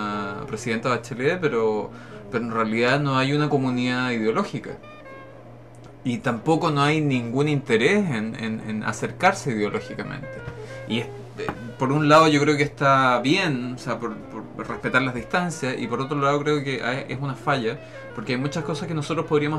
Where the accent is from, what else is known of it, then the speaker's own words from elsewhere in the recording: Chile; los chilenos de alguna manera estamos empezando a vivir más aceleradamente que el resto de Sudamérica.